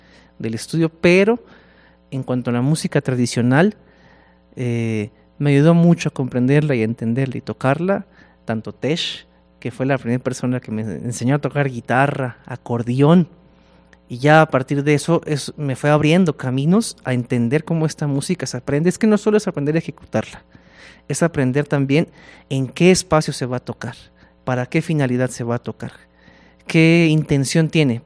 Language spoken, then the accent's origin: Spanish; Coahuila, Mexico; yo llegué desde Coahuila, desde el norte de México, y yo llego como estudiante de música occidental, académica